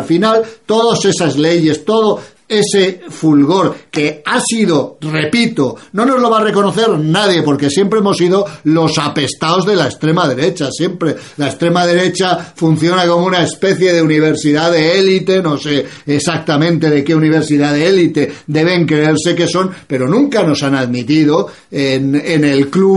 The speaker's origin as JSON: {"language": "Spanish", "country": "Spain", "said": "Yo soy nacionalista, español y europeísta."}